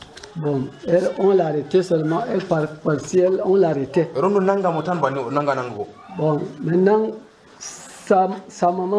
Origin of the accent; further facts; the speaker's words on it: Chad; Bon, je suis d'origine du Tchad.